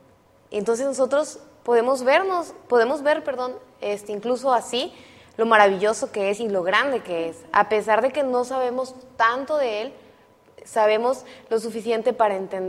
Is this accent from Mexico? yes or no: yes; Tabasco, Mexico; soy originaria de Tabasco y soy egresada de la carrera de Artes Visuales de aquí de Montemorelos.